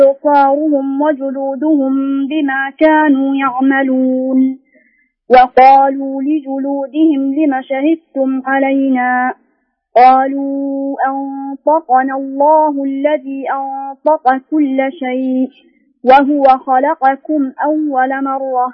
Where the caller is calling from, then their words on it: Jazan Province, Saudi Arabia; منطقة جازان